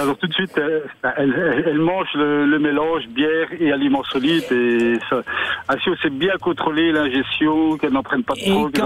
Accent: Wallonia, Belgium; pourquoi on ne peut pas appliquer ce système, cet itinéraire d'élevage chez nous en Belgique et en Wallonie

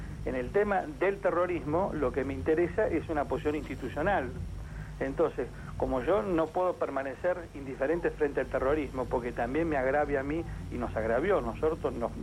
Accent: Argentina; las naciones como la Argentina, de desarrollo relativo, tenemos que hacer todo lo posible para preservar que esa injerencia no se extienda. Empezando, obviamente, por nuestro propio país.

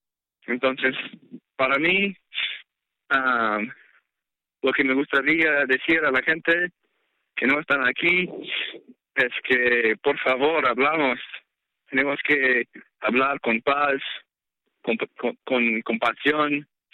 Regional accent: San Buenaventura, California, United States; Yo soy de un poco más norte que usted, soy de San Buenaventura, California.

